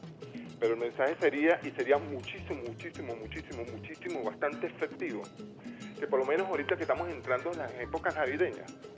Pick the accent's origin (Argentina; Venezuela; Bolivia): Venezuela; a mí por lo menos como venezolano, me siento pero súper relajado